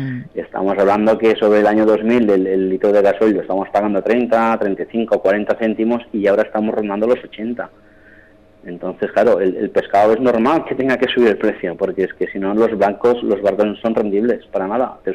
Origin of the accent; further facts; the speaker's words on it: Mataró, Catalonia, Spain; born there; now in Ibiza, Spain; Yo soy nacido en Barcelona, en Mataró, y me siento ibicenco como que ha nacido aquí. De hecho, tengo dos hijos nacidos aquí en Ibiza.